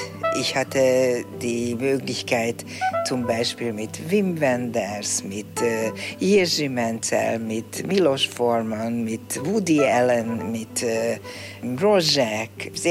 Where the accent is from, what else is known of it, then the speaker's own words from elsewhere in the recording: Budapest, Hungary; Ich bin in Budapest aufgewachsen, immer in derselben Wohnung gelebt, von meinem 2. Lebensjahr. Und ich bin ein wirklicher Budapester, glaube ich, eine Budapesterin.